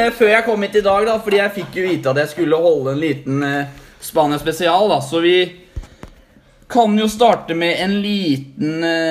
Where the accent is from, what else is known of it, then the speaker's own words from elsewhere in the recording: Fetsund, Akershus, Norway; Ja, men jeg er fra Fetsund, så det er alltid mulig.